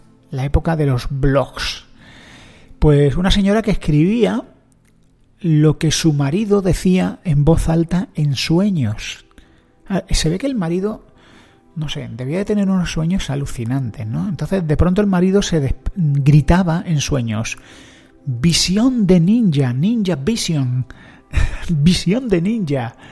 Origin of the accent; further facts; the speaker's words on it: Spain; yo soy un español